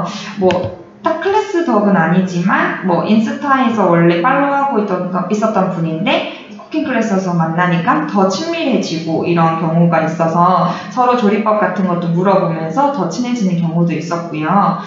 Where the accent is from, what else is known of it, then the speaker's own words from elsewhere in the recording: Haman, South Gyeongsang, South Korea; 저희 동네가 제 고향이 함안이거든요. 그러니까 수박으로 되게 유명한 곳이에요.